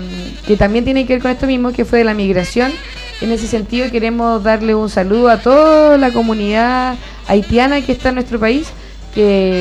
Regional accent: Chile; Nosotros como chilenos y chilenas también sabemos, y como gente que habita este territorio, lo que significa lidiar constantemente con catástrofes naturales

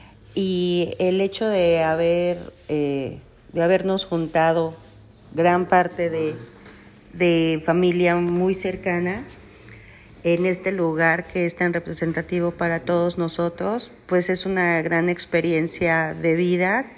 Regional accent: Mexico City, Mexico; Soy prima hermana de Socorro y vengo de la Ciudad de México, a la tierra de mi madre, de mis abuelos

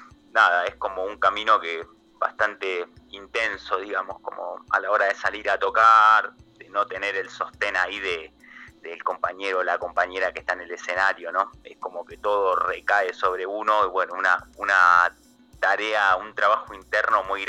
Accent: El Palomar, Buenos Aires Province, Argentina; yo vengo del Palomar, en partido de 3 de febrero, de provincia de Buenos Aires.

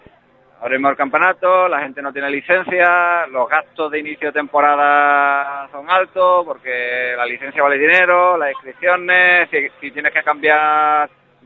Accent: Ubrique, Andalusia, Spain; Nosotros lo conocemos porque somos de Ubrique, pero quien venga de afuera, pues tiene que ser consciente que no lo es

